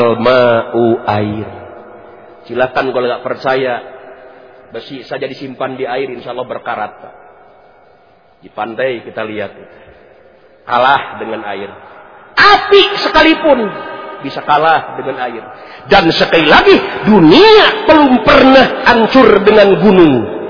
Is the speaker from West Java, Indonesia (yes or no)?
yes; Tasikmalaya, West Java, Indonesia; Saya asli orang Tasikmalaya.